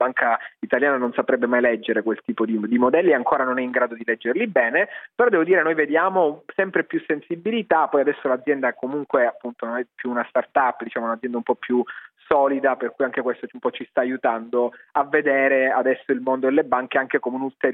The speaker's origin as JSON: {"language": "Italian", "town": "Palermo", "region": "Sicily", "country": "Italy", "said": "Io sono siciliano, di Palermo."}